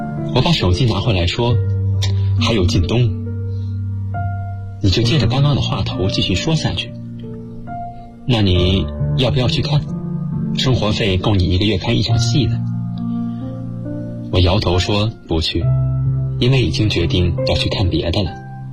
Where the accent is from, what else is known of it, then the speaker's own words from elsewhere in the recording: Yancheng, Jiangsu, China; now in Nanjing, China; 来自江苏盐城。我在南京大学，距离我的家乡246.3公里。